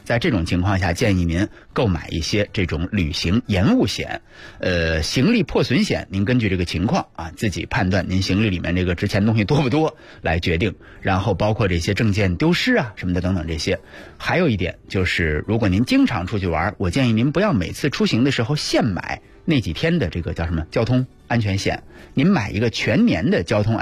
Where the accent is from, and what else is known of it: Beijing, China